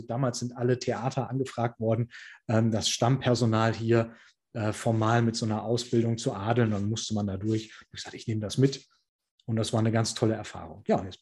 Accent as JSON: {"language": "German", "town": "Heiligenhaus", "region": "North Rhine-Westphalia", "country": "Germany", "tie": "born or raised there", "said": "das Stadttheater damals bei uns in Heilinghaus, in der Stadt, in der ich aufgewachsen bin"}